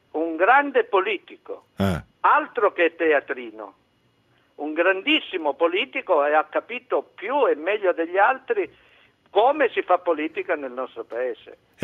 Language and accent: Italian; Cosenza, Calabria, Italy; now in Rome, Italy; io sono nativo di Cosenza, sono calabrese di origine, romano di adozione.